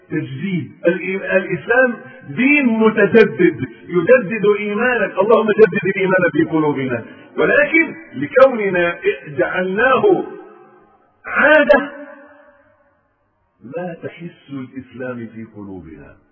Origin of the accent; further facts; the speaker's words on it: Egypt; كانت في كلمة تلقائية بتاعتنا كمصريين